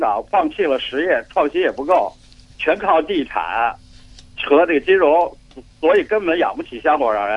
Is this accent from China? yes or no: yes; China; 旺角啊、海洋公园都让我们大陆人占领了